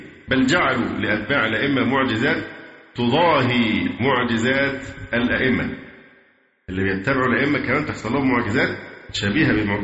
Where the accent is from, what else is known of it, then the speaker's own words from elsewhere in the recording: Egypt; برضو المشاكل اللي عندنا في مصر في موضوع الأضرحة